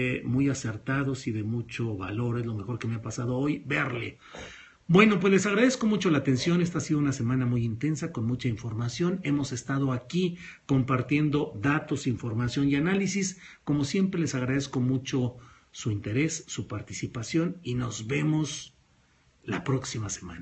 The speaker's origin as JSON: {"language": "Spanish", "region": "La Laguna", "country": "Mexico", "tie": "born there", "said": "es en La Laguna, mi tierra de nacimiento, a la que siempre recuerdo con afecto"}